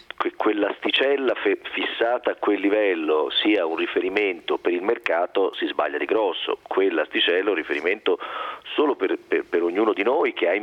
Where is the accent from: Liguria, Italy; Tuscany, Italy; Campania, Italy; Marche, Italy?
Tuscany, Italy; Florence; tanto da fiorentino a fiorentino rispondiamo